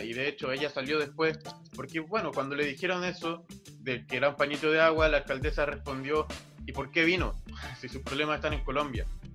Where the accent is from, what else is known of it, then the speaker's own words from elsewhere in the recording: Peñalolén, Santiago Metropolitan Region, Chile; mi familia siempre fue del centro. Y ya mi viejito cuando tuvieron a mi primer hermano, se fueron a la comuna de Peñalolén, ahí cerca de Lormida.